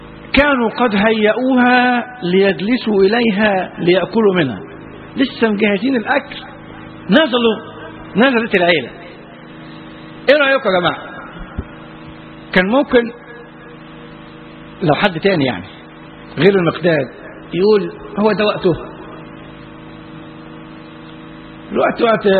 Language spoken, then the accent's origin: Arabic; Egypt; احنا عندنا في مصر المثل البلدي يقول لك